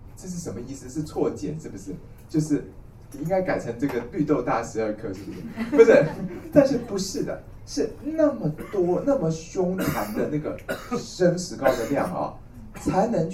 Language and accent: Chinese; Taiwan; 我们台湾人说牵丝